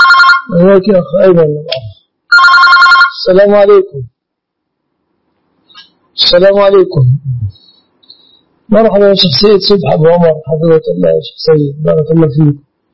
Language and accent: Arabic; Egypt; يعني عندنا في مصر المؤخر